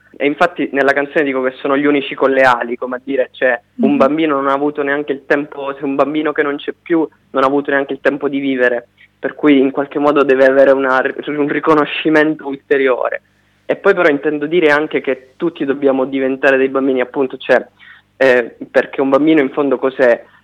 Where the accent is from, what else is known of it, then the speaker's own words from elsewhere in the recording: Catania, Sicily, Italy; now in Milan, Italy; Io da qualche anno vivo a Milano, però avevo letto dal Giornale della Sicilia, come hai detto tu, sono catanese